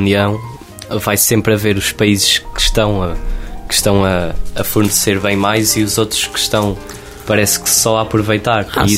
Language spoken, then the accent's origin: Portuguese; Portugal; mas acima disso sou português, é isso que eu tenho